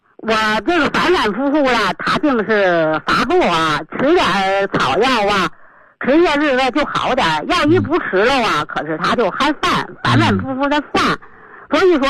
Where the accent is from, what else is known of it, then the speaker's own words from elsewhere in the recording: Beijing, China; 我是北京的一个新学员，